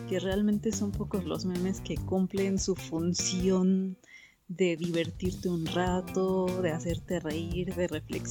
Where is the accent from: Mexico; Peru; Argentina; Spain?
Mexico; como mexicanos